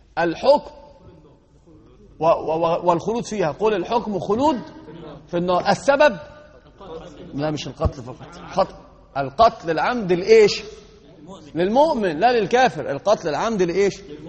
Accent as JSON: {"language": "Arabic", "country": "Egypt", "said": "المثل عندنا في مصر يقولون الرجل من ساعة بينفخ في قربة مقطوعة"}